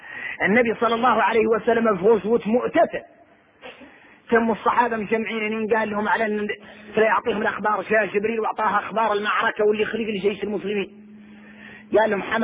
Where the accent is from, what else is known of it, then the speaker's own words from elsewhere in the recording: Mauritania; احنا موريتاني وعكسنا الرواية